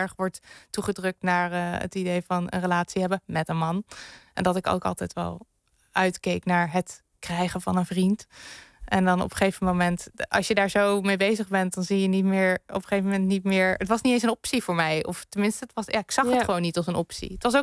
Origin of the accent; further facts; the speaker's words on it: Heteren, Gelderland, Netherlands; Uit Heteren kom ik. Dat ligt bij Arnhem in de buurt.